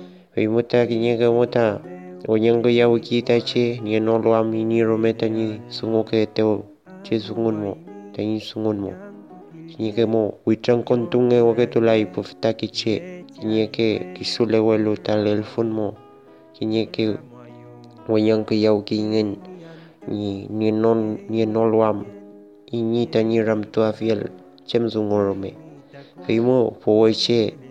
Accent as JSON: {"language": "Spanish", "town": "Centenario", "region": "Neuquén", "country": "Argentina", "said": "Soy de Centenario, provincia de Neuquén, de Puel Mapo, hoy conocido como Argentina."}